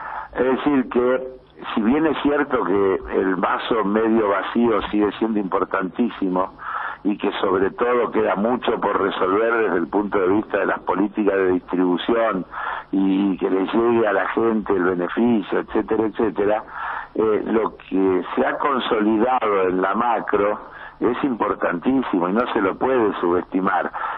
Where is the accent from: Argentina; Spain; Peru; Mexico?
Argentina; como argentino me sentí bien representado.